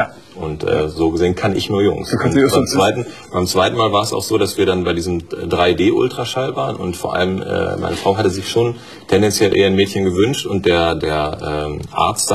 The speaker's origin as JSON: {"language": "German", "town": "Harsewinkel", "region": "North Rhine-Westphalia", "country": "Germany", "tie": "born or raised there", "also_born_or_lived": "Bielefeld / Gütersloh", "said": "Ich komme aus Ostwestfalen, ja. In Bielefeld geboren, Gütersloh zur Schule gegangen und aufgewachsen in Harsewinkel."}